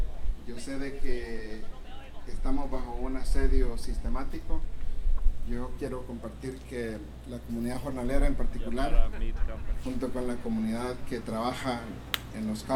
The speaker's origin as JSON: {"language": "Spanish", "country": "El Salvador", "said": "yo soy salvadoreño y ya estoy viejo. Viví, joven. Viví todo el tiempo que pasó la guerra en El Salvador"}